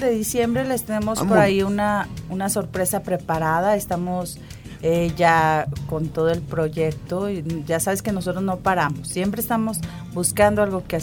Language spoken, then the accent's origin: Spanish; Mexico; forman parte de nosotros como mexicanos